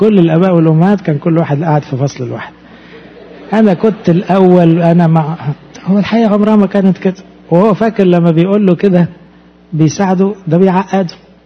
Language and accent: Arabic; Egypt; زي مثلا اب عندنا في مصر يقول لابنه في الجامعة ترجع لي الساعة 10